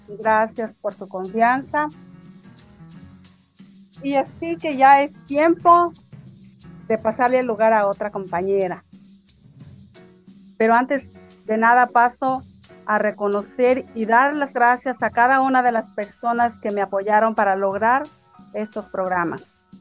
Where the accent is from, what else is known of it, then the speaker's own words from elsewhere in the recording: Michoacán, Mexico; born there; Y pues yo nací en Michoacán, en el estado de Michoacán, en un ranchito muy apartado que ya desapareció.